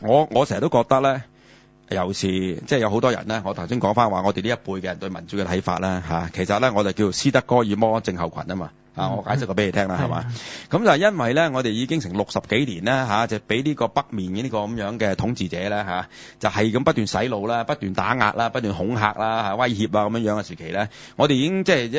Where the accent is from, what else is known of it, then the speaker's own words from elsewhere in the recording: China; 咁你话我哋中国人咧吓、啊，几千年嘅文明古国吓、啊，悠久历史，我哋嘅文化咁发达